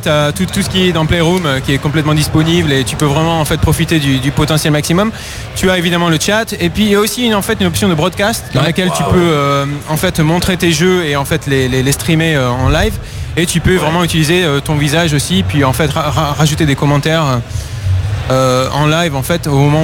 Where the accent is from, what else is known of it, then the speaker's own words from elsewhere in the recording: France; now in London, United Kingdom; Chez moi en France jamais.